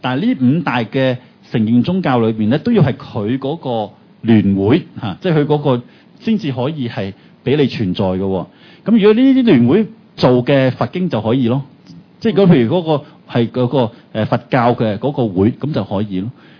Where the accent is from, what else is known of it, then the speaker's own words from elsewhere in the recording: Hong Kong; 我哋香港人移民咗外國，係咪都想翻去探下自己屋企人咯